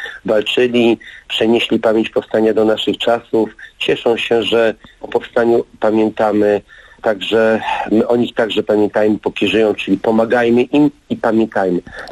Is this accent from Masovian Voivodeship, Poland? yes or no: yes; Warsaw, Masovian Voivodeship, Poland; Ja jestem z Warszawy, moja rodzina jest z Warszawy, rodzina mojej żony jest z Warszawy.